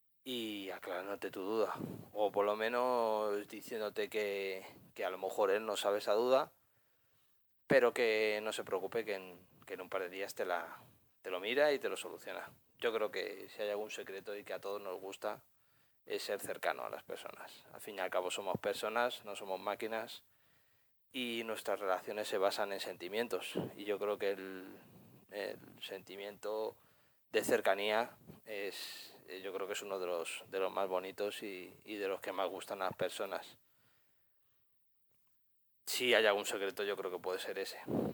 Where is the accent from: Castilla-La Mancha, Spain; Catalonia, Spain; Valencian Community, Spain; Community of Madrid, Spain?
Community of Madrid, Spain; Madrid; tengo 32 años, soy de Madrid.